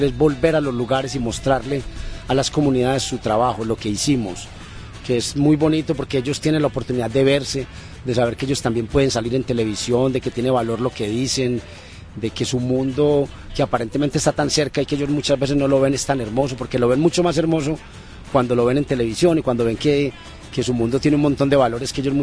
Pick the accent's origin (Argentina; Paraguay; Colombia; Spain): Colombia; soy colombiano.